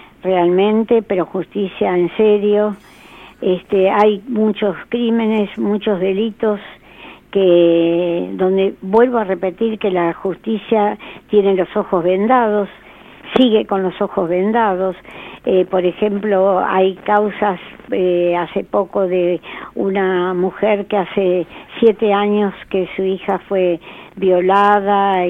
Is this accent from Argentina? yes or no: yes; Argentina; Quiero que quiero como argentina aportar.